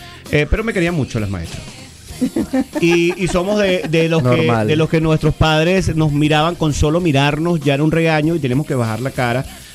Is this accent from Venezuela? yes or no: yes; Caracas, Capital District, Venezuela; yo soy caraqueño y los caraqueños de por sí nos gusta mucho el género latino, la salsa, el merengue. Yo soy de los años...